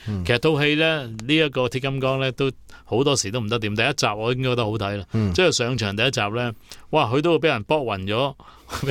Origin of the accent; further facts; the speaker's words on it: China; 即系我中国人已经早觉得呢啲好 out 嘅。